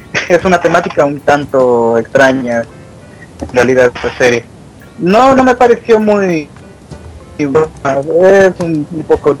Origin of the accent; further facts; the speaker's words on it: Ecuador; ¿Qué tal? Soy de Ecuador.